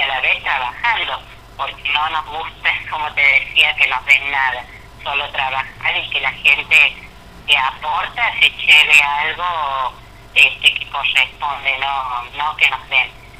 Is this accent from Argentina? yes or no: yes; Santiago del Estero, Argentina; somos una familia grande, vinimos de Santiago del Estero, somos gente que es grande